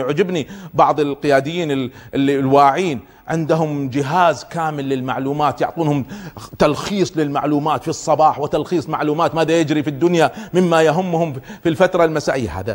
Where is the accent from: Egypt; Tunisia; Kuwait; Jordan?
Kuwait; يعني في بعض الدول مثل عندنا في الكويت